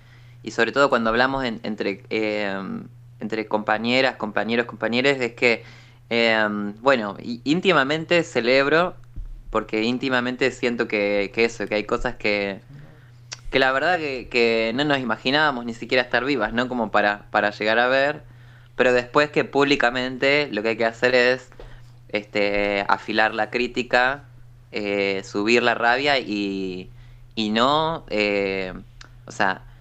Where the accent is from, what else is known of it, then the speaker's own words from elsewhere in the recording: La Plata, Buenos Aires Province, Argentina; now in Buenos Aires, Argentina; Ahora vivo en Capital Federal, pero soy de La Plata.